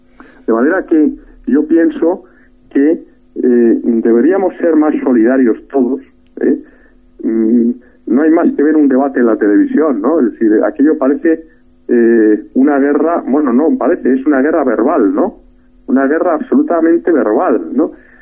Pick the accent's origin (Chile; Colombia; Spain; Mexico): Spain; perdemos de vista que todos somos españoles y que tenemos que trabajar en el ideal de una patria común